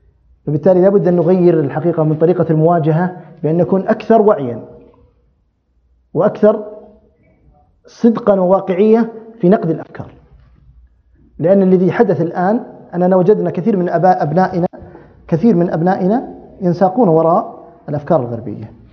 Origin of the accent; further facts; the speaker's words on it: Saudi Arabia; عندنا في السعودية